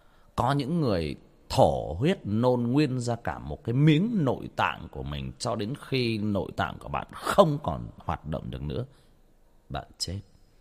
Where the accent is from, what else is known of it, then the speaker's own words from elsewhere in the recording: Trà Vinh, Vietnam; Quê tôi Trà Vinh